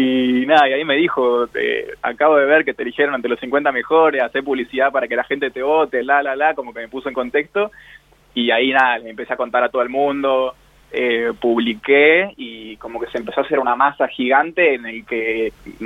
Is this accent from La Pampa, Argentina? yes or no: yes; Realicó, La Pampa, Argentina; yo soy de Relicó, que tiene 10.000 habitantes, y por ahí, al ser un pueblo tan chico, como que tiene mucho eso de sentido de pertenencia, ¿no?